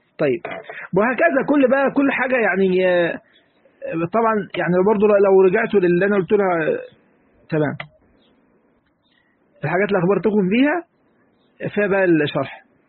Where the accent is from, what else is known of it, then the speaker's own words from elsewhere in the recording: Egypt; نعم احنا مصريين بس أم القرى مكة